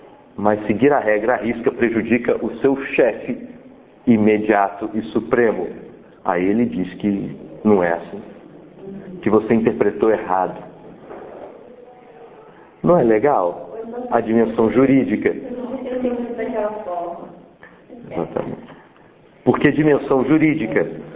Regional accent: Brasília, Federal District, Brazil; Eu fui criado em Brasília nos anos 80, eu participava do movimento punk e tal.

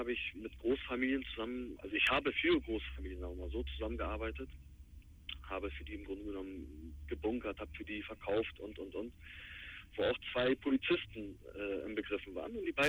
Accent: Bremerhaven, Bremen, Germany; born there; Ich bin gebürtiger Bremerhavener, ich habe einen deutschen Pass

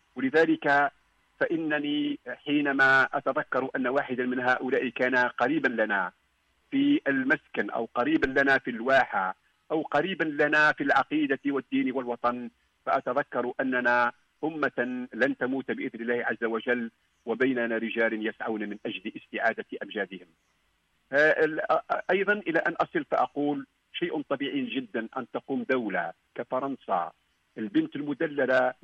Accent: Algeria; تتزاحم في ذهني كجزائري

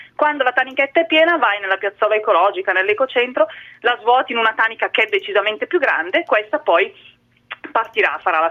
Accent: Lombardy, Italy; Non ho idea perché io sono bergamasca

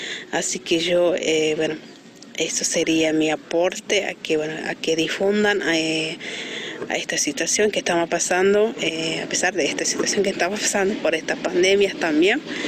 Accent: Santa Victoria Este, Salta, Argentina; soy de Salta, Santa Victoria Este, y trabajo en la radio comunitaria, que es La Paca. Así que, bueno, soy etnia chorota

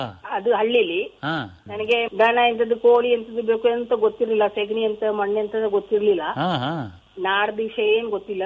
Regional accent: Mumbai, Maharashtra, India; ಅದ್ರ ನಮ್ಮ ಅಪ್ಪ 13 ವಯಸ್ಸಲ್ಲಿ ಬಾಂಬೆಗೆ ಹೋಗಿ ನಾನು ಅಲ್ಲೇ ಹುಟ್ಟಿದ್ದು ಬೆಳೆದಿದ್ದು.

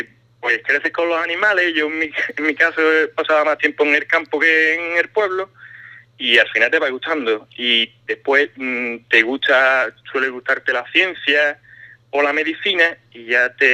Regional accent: Ubrique, Andalusia, Spain; suelo decirle que soy de cerca de Gibraltar, ya sabes, punto de referencia, pero en las montañas, y ya más o menos tienen una idea.

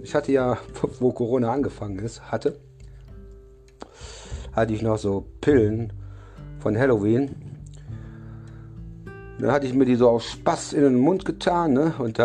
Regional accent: North Rhine-Westphalia, Germany; accent: Kölsch; Und dann habe ich dann mit meinem Kölsche Dialekt

